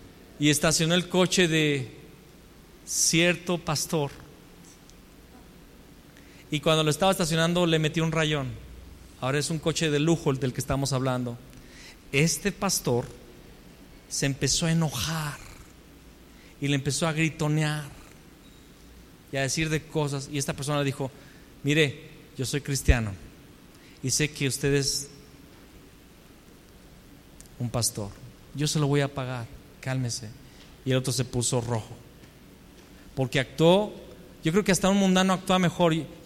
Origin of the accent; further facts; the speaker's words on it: León, Guanajuato, Mexico; Pero bueno, yo soy de León. Y siempre que llegué, miren, me di cuenta que cada vez que llegaba a otra ciudad o a otro país, decía, no, es que León es la quinta ciudad